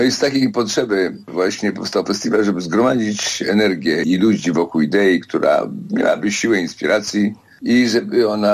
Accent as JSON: {"language": "Polish", "town": "Poznań", "region": "Greater Poland Voivodeship", "country": "Poland", "said": "Jestem poznaniak na uchodźstwie w tej chwili, prawda?"}